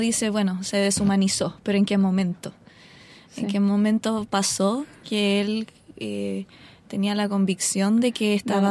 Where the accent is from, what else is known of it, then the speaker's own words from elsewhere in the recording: Estación Central, Santiago Metropolitan Region, Chile; Yo soy de Estación Central.